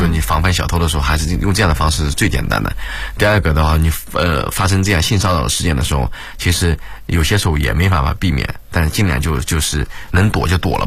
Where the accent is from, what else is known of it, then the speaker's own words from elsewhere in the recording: China; 因为其实我还是一直坚信，就是我们中国人是属于比较聪明的人